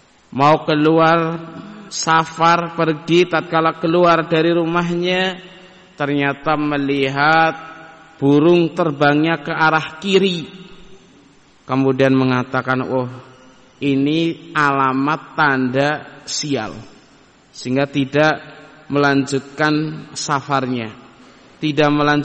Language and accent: Indonesian; Banyumas, Central Java, Indonesia; Kita orang Banyumas jangan berani keluar hari Sabtu. hari apesnya orang Banyumas